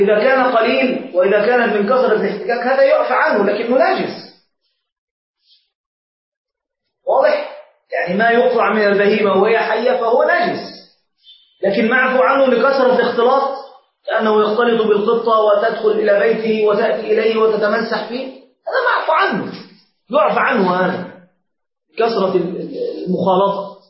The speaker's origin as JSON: {"language": "Arabic", "country": "Egypt", "said": "عندنا في مصر ما يأكلونه."}